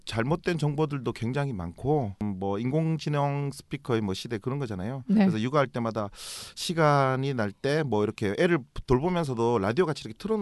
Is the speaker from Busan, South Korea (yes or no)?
yes; Busan, South Korea; 저 원래 고향이 부산이에요.